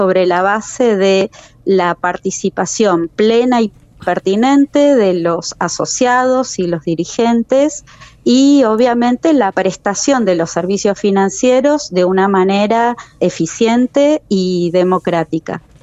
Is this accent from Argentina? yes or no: yes; Trelew, Chubut, Argentina; also born or lived in La Plata; Nacida y criada en Trelew. Me fui a estudiar a La Plata a los 17 años, uh-huh. Y volví en el 2001 a la provincia del Chubut a trabajar. Así que nací, sí, en Trelew en 1976, el 19 de febrero.